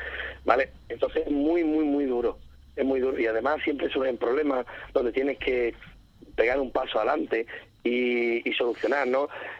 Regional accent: Valverde del Camino, Andalusia, Spain; pueblo donde también vive de la piel de diferente manera, que es Valverde del Camino

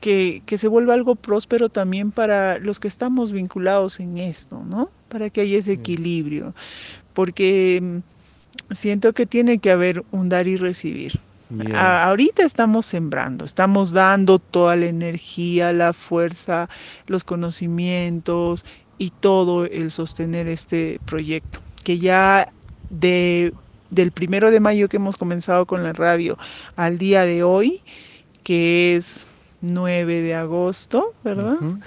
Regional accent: Huancavelica, Peru; now in Pisac, Peru; Soy de Huancavelica, Perú, ahora viviendo en Pisac, Valle Sagrado de los Incas.

